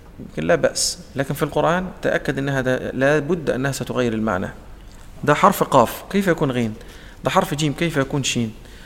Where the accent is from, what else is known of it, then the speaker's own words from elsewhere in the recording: Egypt; عندنا في مصر الضاء تنطق ظاء لا نخرج فيها اللسان